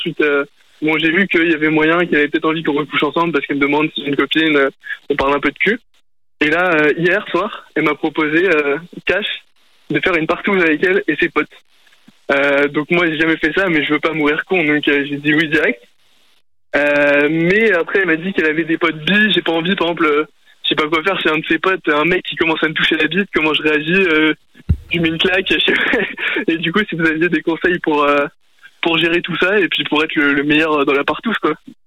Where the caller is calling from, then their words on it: Paris, Île-de-France, France; Ah, de Paris, la capitale.